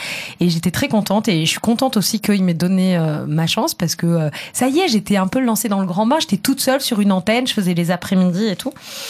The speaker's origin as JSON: {"language": "French", "region": "Southern France", "country": "France", "accent": "southern French", "said": "Et puis j'avais mon petit accent du sud, etc."}